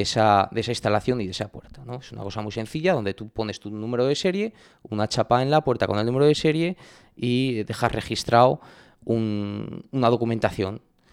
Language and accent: Spanish; Ribaforada, Navarre, Spain; Felicitar las fiestas de mi pueblo.